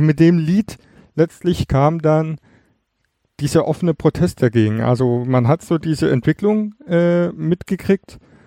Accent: East Germany, Germany; Weil, wie du weißt, komme ich ja aus dem Osten.

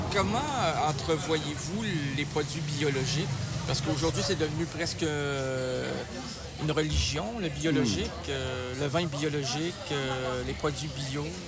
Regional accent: Quebec City, Quebec, Canada; j'écoutais France Inter chez moi à Québec.

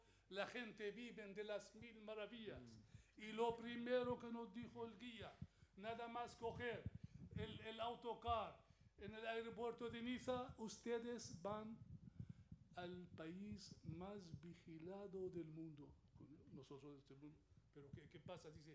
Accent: Syria; Nosotros somos del mundo, realmente. Pero, quieras que no, es que somos sirios, a pesar de todo.

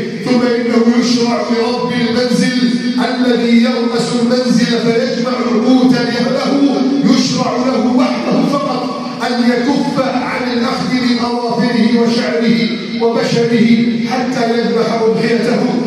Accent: Egypt; واجعل بلدنا مصر آمنا مطمئنا

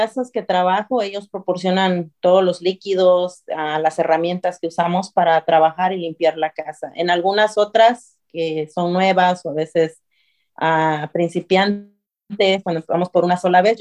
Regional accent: Puerto Escondido, Oaxaca, Mexico; born there; mi bella ciudad de Puerto Escondido, Oaxaca, de donde yo nací.

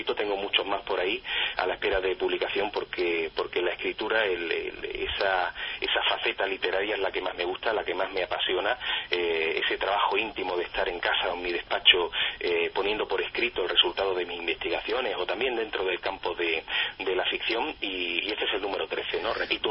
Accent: Andalusia, Spain; sin olvidar nunca Andalucía, que es mi tierra, con unas provincias maravillosas, llenas de misterios

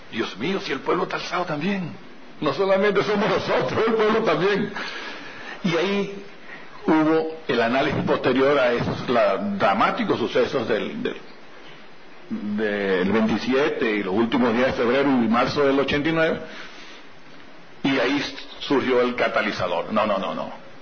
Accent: Venezuela; Y uno viene de esos pueblos. Yo vengo de Bocaro Alto, yo vengo de esos montes donde hubo represión y hubo guerrilla y hubo enfrentamientos

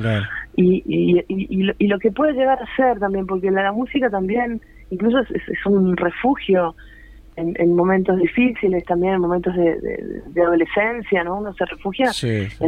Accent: Quito, Pichincha, Ecuador; Nos fuimos a vivir a Ecuador, o sea que en realidad yo me crié en Quito, Ecuador, que fue donde viví 10 años, toda mi infancia

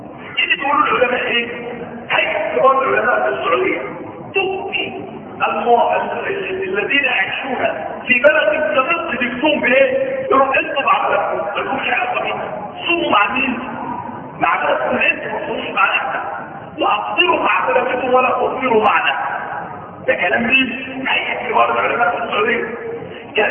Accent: Egypt; وما ظهرش عندنا في مصر، اهل مصر المفروض يتبع ماذا؟

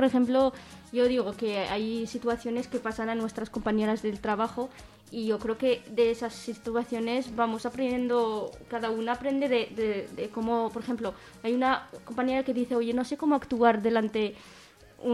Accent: Morocco; soy de Marruecos

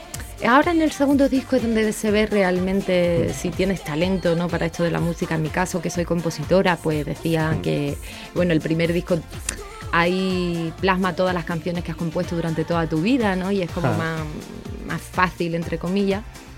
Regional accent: Cádiz, Andalusia, Spain; yo soy de Cádiz y mi tierra es muy pequeñita, no hay allí industria discográfica

